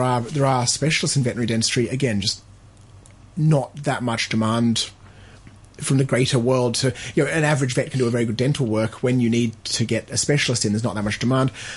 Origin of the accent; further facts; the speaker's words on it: Australia; Oh, look, and I think I came from Australia and I think it's the same there.